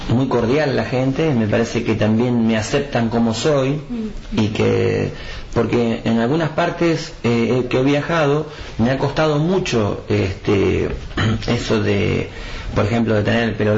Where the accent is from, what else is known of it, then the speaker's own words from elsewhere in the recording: Buenos Aires, Argentina; born there; now in El Bolsón, Argentina; Yo nací en Buenos Aires, en Capital Federal, en Chacarita.